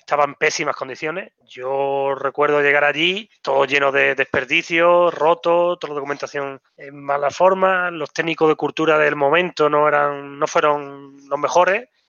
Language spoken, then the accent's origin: Spanish; Setenil de las Bodegas, Andalusia, Spain; aquí en Setenil de la Bodega, en mi pueblo